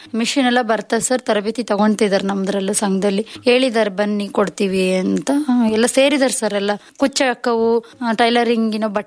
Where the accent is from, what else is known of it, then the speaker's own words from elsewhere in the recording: Bidrikere, Karnataka, India; 100+ ಸಂಘ ಇದಾವ್ ಸರ್ ನಮ್ ಬಿದ್ರಿಕೆರೆಯಲ್ಲಿ. ಸಂಘದಿಂದನೇ ನಮ್ಮೂರಲ್ಲಿ ಎಷ್ಟೋ ಜನ ಚೆನ್ನಾಗಾಗಿದ್ದಾರೆ.